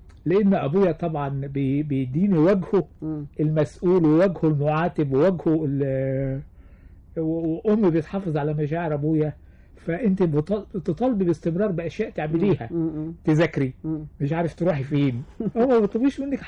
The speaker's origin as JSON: {"language": "Arabic", "region": "Kafr El Sheikh Governorate", "country": "Egypt", "tie": "born or raised there", "said": "فابتديت اتصالح على اسم النطاف، وابتديت احب قريتي الجميلة."}